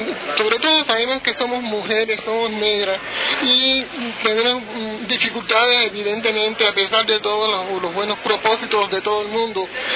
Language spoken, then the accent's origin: Spanish; Cuba; Yo vengo de Cuba y veo que me marcha bien.